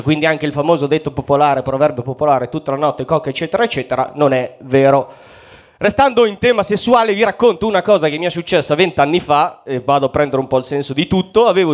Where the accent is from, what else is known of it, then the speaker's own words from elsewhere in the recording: Mantua, Lombardy, Italy; io vengo da Mantova. Chi conosce Mantova?